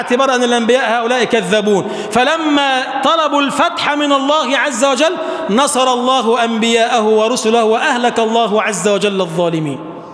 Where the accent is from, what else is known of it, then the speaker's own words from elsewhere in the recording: Egypt; اجعل بلدنا مصر بلدا آمنا مطمئنا